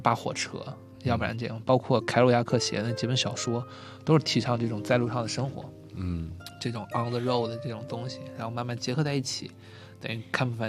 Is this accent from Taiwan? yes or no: no; China; 然后阿拉斯加那已经是我们神山了，就跟我们中国人去西藏一样